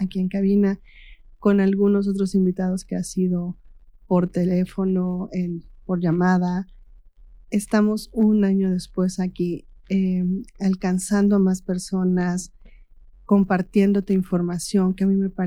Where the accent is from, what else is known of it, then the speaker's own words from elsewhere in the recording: Amecameca, State of Mexico, Mexico; moved away; regresé a Meca, porque yo me fui de aquí de Mecameca por 30 años más o menos.